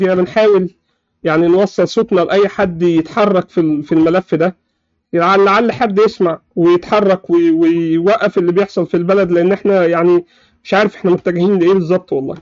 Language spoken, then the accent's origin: Arabic; Egypt; عندنا في مصر